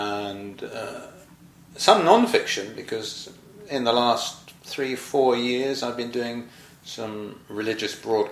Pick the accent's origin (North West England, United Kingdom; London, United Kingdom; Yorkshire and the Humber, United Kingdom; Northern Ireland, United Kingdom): London, United Kingdom; moved away as an adult; now in Cornwall, United Kingdom; I was born in London and lived there, I suppose, until I went to college. I went to college in Reading and been trained to become a teacher. And then in 1972 I moved to Cornwall.